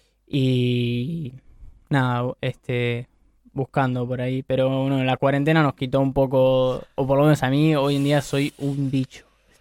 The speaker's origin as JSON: {"language": "Spanish", "region": "Montevideo", "country": "Uruguay", "tie": "born or raised there", "said": "yo de acá, Montevideo, nací por... De chico era de ahí, por Tres Cruces, vivía al lado del túnel. Y desde los 7 años que estoy viviendo por Villa Dolores, ahí el zoológico."}